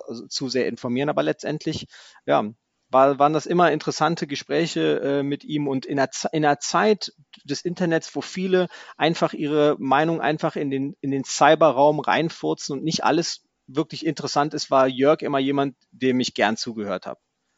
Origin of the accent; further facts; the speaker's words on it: United States; now in Bonn, Germany; ich bin ein Amerikaner, der in Bonn lebt